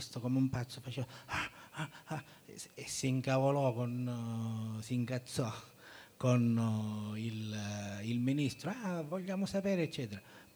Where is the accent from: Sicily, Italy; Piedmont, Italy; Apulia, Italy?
Sicily, Italy; Catania; vengo da Catania, che come sapete è una terra abbastanza che trema